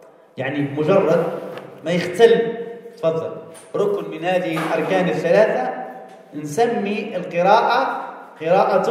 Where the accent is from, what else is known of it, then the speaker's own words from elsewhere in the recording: Algeria; لحد الساعة اليوم هنا عندنا في الجزائر تروح منا جهة مسيلة، جهة مسعادة